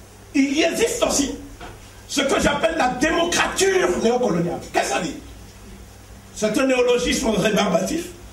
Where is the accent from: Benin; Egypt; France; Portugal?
Benin; Je suis du Bénin, donc je parle en connaissance de cause.